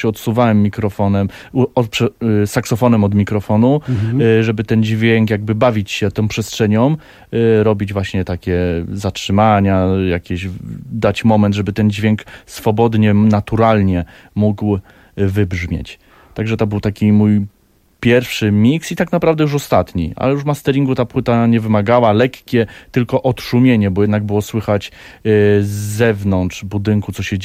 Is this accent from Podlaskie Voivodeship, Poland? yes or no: no; Szczecinek, West Pomeranian Voivodeship, Poland; Ja pochodzę ze Szczecinka, czyli urodziłem się w Szczecinku i wychowywałem w tamtych terenach.